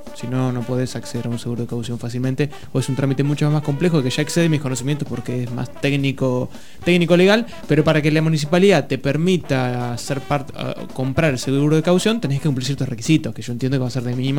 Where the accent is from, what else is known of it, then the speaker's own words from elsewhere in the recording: La Plata, Buenos Aires Province, Argentina; Nosotros somos platenses y nos gustan todos estos chumeríos.